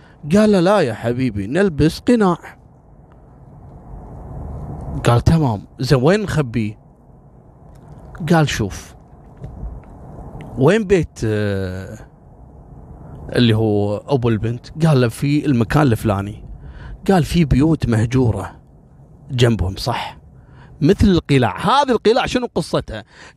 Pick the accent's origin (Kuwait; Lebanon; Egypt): Kuwait; أنا في قصة صارت عندنا في الكويت في بداية التسعينات